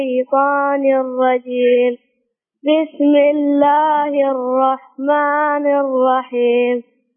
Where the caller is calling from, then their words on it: Al Kharj, Riyadh Province, Saudi Arabia; من الخرج.